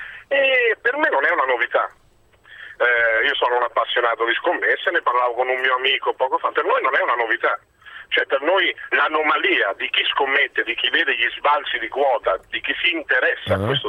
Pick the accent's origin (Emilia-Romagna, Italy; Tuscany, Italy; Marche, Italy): Marche, Italy; Macerata; io sono di Macerata, seguo le vicende anche interne